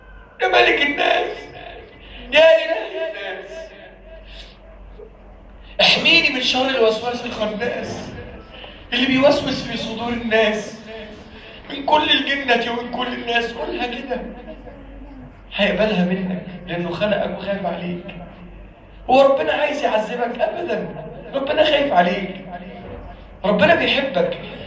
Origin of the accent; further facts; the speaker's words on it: Egypt; اللهم احفظ بلدنا مصر من كل سوء واجعلها بلدا آمنا